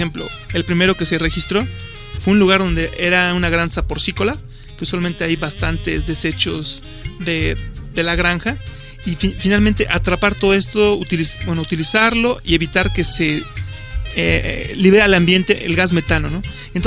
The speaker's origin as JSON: {"language": "Spanish", "country": "Mexico", "said": "Los mexicanos somos dependientes incluso de las semillas que estamos utilizando."}